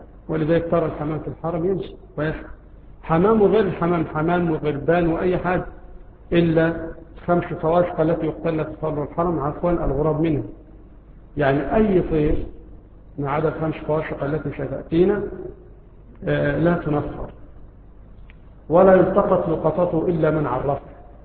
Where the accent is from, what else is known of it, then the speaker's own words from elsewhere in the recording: Egypt; له رائحة طيبة مثل رائحة النعناع عندنا في مصر، وهو يشبه الرعراع عندنا في مصر